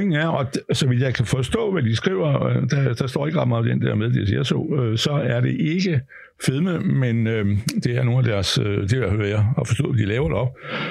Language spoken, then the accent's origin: Danish; Hillerød, Capital Region of Denmark, Denmark; de skal poste ind i det oppe i Hillerød, hvor jeg kommer fra